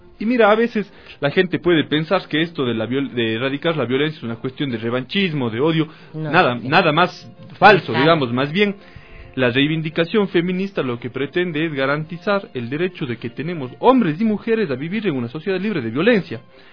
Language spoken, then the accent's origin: Spanish; Ecuador; Bueno, creo que nada más nos llena de orgullo como ecuatorianos